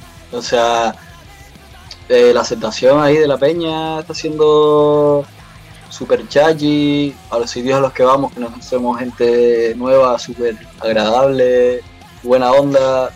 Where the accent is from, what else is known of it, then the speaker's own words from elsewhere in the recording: Basque Country, Spain; porque venimos del País Vasco, que es todo lo contrario